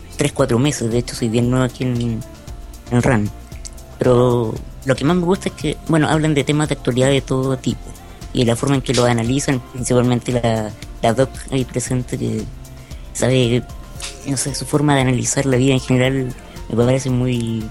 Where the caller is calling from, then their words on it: Chile; Yo de Chile. En este momento.